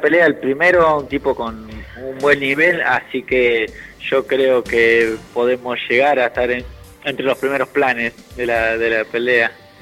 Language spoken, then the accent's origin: Spanish; La Pampa, Argentina; ahora me vine para mi pueblo, siempre me vengo para acá cuando termino una pelea y toda la gente te saluda, te felicita.